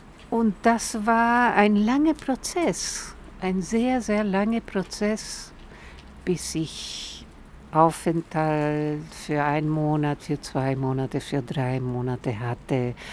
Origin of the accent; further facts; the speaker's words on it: Chile; German is a second language; now in Münster, Germany; 1983 bin ich aus Chile nach Münster gekommen, weil ich eine Freundin hier hatte, die Pilar Benitez, die aus Chile war und 2 Jahre vor mir in Münster gelandet war.